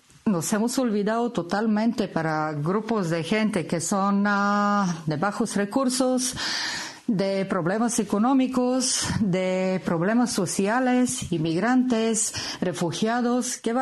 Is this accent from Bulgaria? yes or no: yes; Bulgaria; Spanish is a second language; now in Bilbao, Spain; soy de Bulgaria, pero vivo ya muchos años en Bilbao.